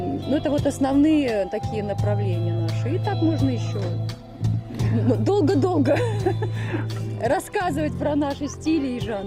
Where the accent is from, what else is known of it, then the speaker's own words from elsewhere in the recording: Belarus; Это проявляется так, что я родом из Белоруссии